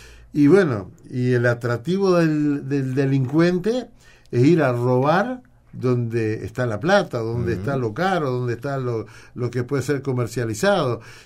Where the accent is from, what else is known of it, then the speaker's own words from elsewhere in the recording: Uruguay; lo hacemos nosotros como uruguayos cuando decidimos ir a algún lugar